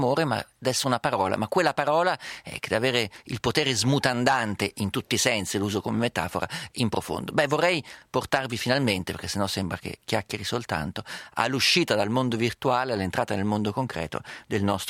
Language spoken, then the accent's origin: Italian; Umbria, Italy; accent: Perugian; Al mio paese dicono, lo dico in perugino